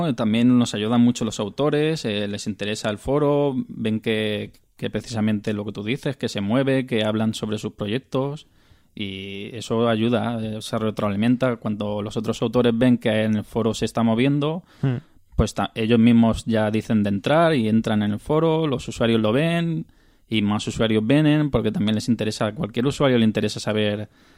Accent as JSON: {"language": "Spanish", "region": "Balearic Islands", "country": "Spain", "said": "Somos yo, que soy de aquí de Mallorca"}